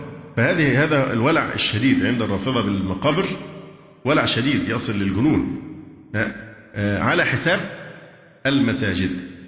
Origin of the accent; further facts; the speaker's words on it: Egypt; لأن هذا مشهور و يعني ذائع بالذات عندنا في مصر هنا